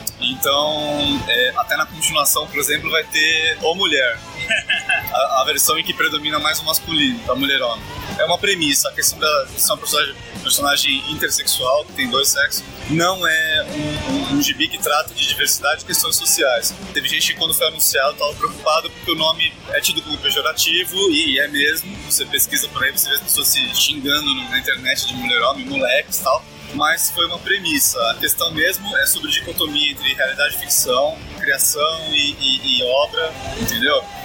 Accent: Santos, São Paulo, Brazil; depois de ter sofrido um assalto em Santos, na minha cidade natal.

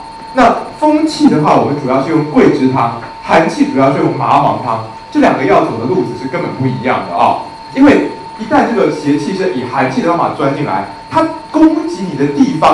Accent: China; 因为我们中国人说“不通则痛”

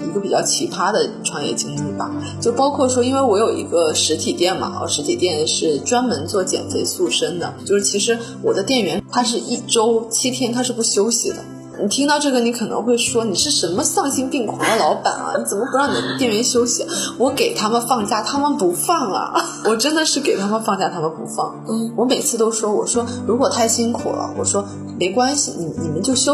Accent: Northeast China, China; also born or lived in United States; 美国人啊，他是跟我们中国的东北人，我老家的家乡人非常的相近，是非常热情好客的

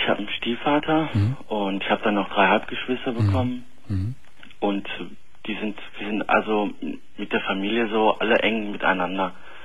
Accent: Turkey; Ich bin Türke.

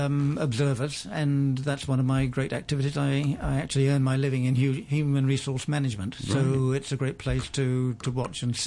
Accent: London, United Kingdom; moved away as an adult; also born or lived in Chester; I was born in Chester in England, lived much of my early life in London, but I left there at the age of 24, and I've been a globetrotter, a nomad ever since.

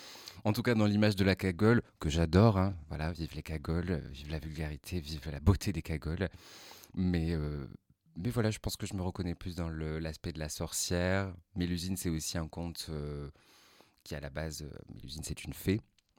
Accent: south of France, France; ce qu'il faut sachez que je viens du Sud.

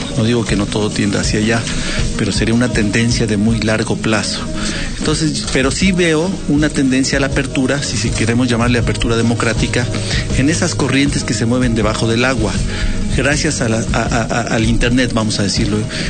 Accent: Mexico; hay sociedades que no están hechas para la democracia, como la mexicana, en parte. No sabemos tomar decisiones.

